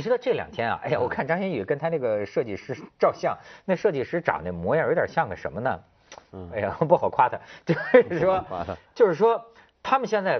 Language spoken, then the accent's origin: Chinese; China; 你知道现在我们大陆人聊一个什么话题啊？